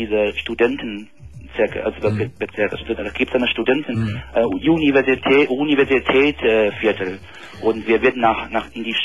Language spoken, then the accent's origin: German; Beijing, China; German is a second language; Also ich komme aus China, aus Peking.